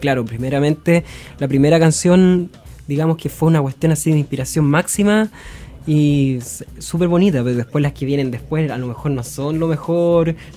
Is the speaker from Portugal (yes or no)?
no; Limache, Valparaíso, Chile; yo empecé en la música muy chiquitito, como a los 12 años. Yo soy de Limache.